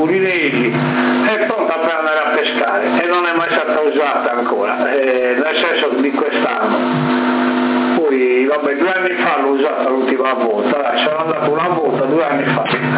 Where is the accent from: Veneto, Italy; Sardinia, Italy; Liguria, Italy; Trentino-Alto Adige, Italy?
Sardinia, Italy; Sassari; lui sì, io sono di Sassa